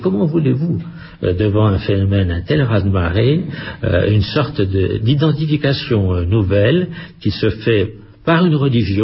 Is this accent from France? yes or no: yes; France; je trouve qu'en tant qu'Européen, notre responsabilité était quand même un peu en cause et en tant que Français, davantage.